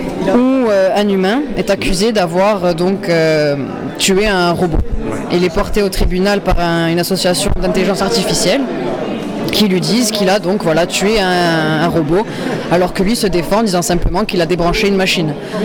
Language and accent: French; Corte, Corsica, France; Chez moi, à Corté.